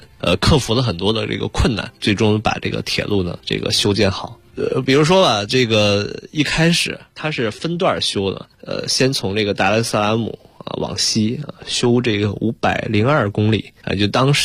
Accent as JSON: {"language": "Chinese", "country": "China", "said": "我们中国人"}